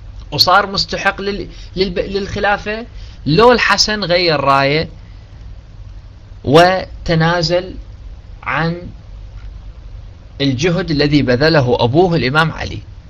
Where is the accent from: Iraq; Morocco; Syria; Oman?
Iraq; أنا هم عراقي والعيون العراق فتح عيونك